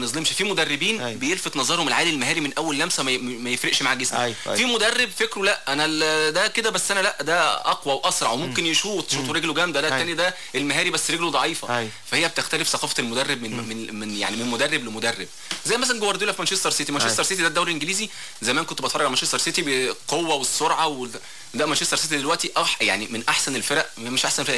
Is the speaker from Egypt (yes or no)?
yes; Egypt; دلوقتي عندنا في مصر للاسف